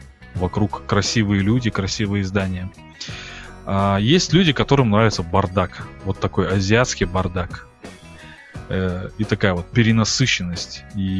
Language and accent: Russian; Kazakhstan; И он спросил, откуда мы такие, из Казахстана. И вот реально, кому не говоришь, мы из Казахстана, никто не знает, что это за страна.